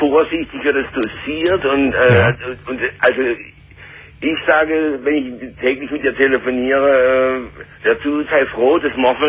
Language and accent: German; Southern Germany, Germany; weil ich komme ja aus Süddeutschland, ja.